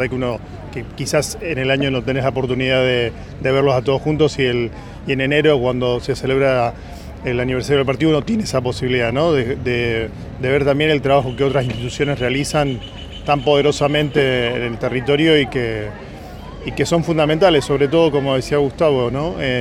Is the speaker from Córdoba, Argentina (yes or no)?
no; Cañuelas, Buenos Aires Province, Argentina; Y Cañuelas, que para mí es mi tierra